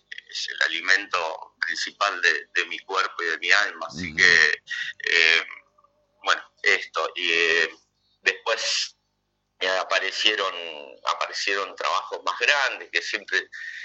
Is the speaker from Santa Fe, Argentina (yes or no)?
no; Monte Caseros, Corrientes, Argentina; moved away; me inicié en un grupo en mi pueblo, que es Montecaseros, en Corrientes